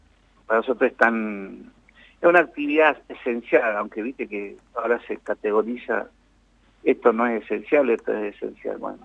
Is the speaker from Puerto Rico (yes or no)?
no; Jujuy, Argentina; now in La Plata, Argentina; Y eso, bueno, vine de Jujuy. Y después cuando vine acá a La Plata, en el año 79, 80, en el 81, 82